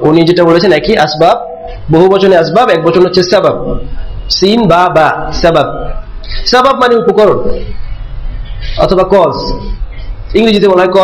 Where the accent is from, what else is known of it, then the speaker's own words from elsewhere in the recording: Sylhet, Sylhet Division, Bangladesh; এক মুরব্বী সিলেট বাড়ি, আমার বাড়ি সিলেট, তো আমাদের সিলেটি এক মুরব্বী ছিলেন